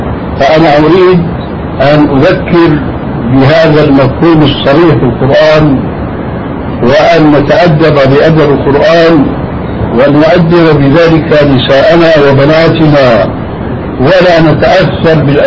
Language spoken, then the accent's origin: Arabic; Syria; لأني حديث عهد للبلاد، لكن عندنا في سوريا وفي مصر حدث ولا حرج